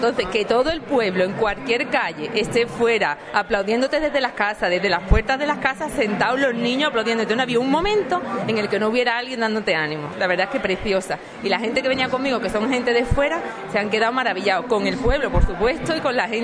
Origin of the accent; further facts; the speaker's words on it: Ubrique, Andalusia, Spain; Yo soy de la sierra, yo soy de aquí de Ubrique, yo miro para enfrente y miro la Cruz del Tajo